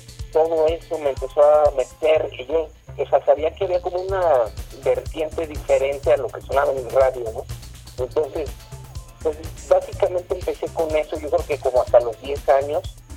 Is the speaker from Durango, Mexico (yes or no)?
no; San Luis Potosí, Mexico; yo nací en San Luis Potosí, he vivido toda mi vida. Y de hecho es una ciudad que me gusta mucho, la verdad, o sea, es pequeña, culturalmente está muy atrasada